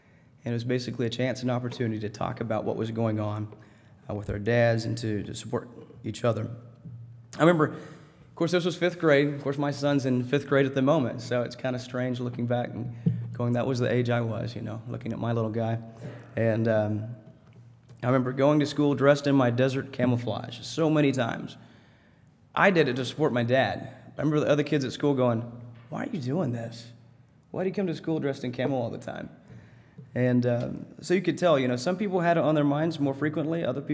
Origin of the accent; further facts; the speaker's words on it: Harrison, Arkansas, United States; I was from Harrison, Arkansas. I grew up on a farm. We rarely got away from Harrison, Arkansas on the farm.